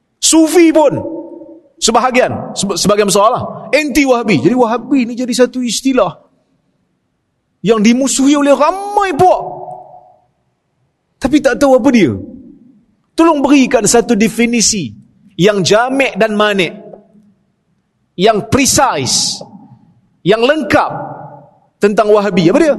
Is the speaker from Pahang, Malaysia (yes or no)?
no; Perak, Malaysia; Saya pun orang luar. Saya orang Perak.